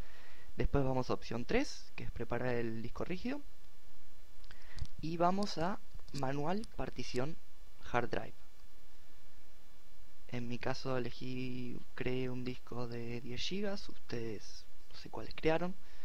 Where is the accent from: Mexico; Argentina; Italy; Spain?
Argentina; En mi caso es QWERTY LA Latin, ya que soy de Argentina y uso un teclado latinoamericano.